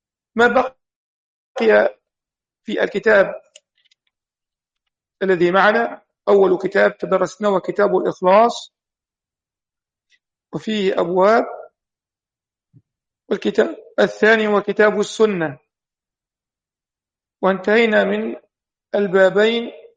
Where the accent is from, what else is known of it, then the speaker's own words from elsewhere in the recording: Egypt; وهي إحدى الدور عندنا في مصر